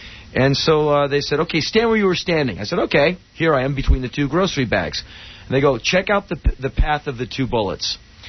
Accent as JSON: {"language": "English", "town": "Washington", "region": "District of Columbia", "country": "United States", "tie": "born or raised there", "said": "I grew up in Washington, D.C. I spent my life getting mugged."}